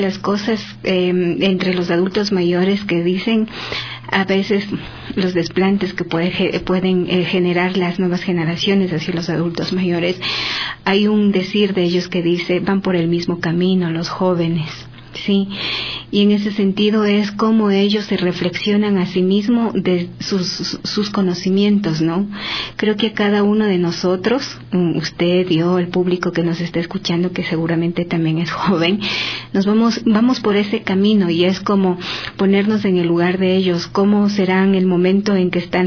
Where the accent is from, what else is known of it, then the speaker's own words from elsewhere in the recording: Ecuador; como delegación ecuatoriana